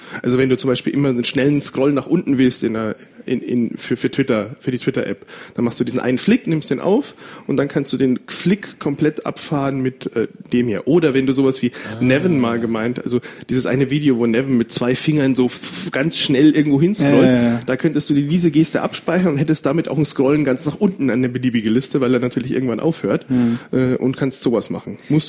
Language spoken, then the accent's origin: German; Bavaria, Germany; accent: Bavarian; aber eigentlich bin ich ja Bayer und das hört man natürlich